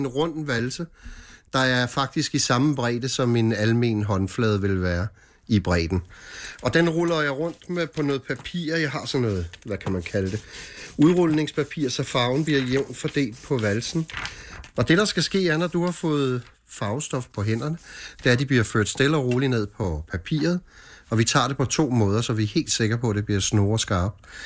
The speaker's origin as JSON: {"language": "Danish", "town": "Copenhagen", "region": "Capital Region of Denmark", "country": "Denmark", "tie": "born or raised there", "said": "vi er ude på Amager i en, hvad kan vi kalde det, ældre bolig lejlighed. Og mit barndomshjem var ved Søerne i København, ved Bartolinsgade."}